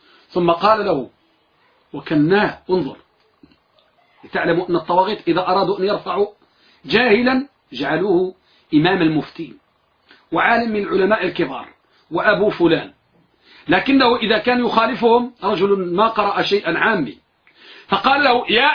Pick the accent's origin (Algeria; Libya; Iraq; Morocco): Morocco; نحن عندنا في المغرب نقول ضرب الحلق إنسل خلق